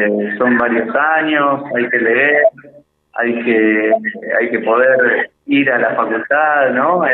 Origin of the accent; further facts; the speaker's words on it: Buenos Aires, Argentina; psicólogo de Buenos Aires, acá de visita.